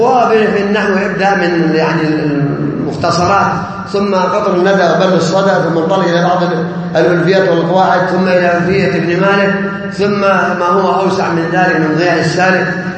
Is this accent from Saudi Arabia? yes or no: yes; Saudi Arabia; ما تدرس عندنا في السعودية هنا إلا كتب العقيدة الصحيحة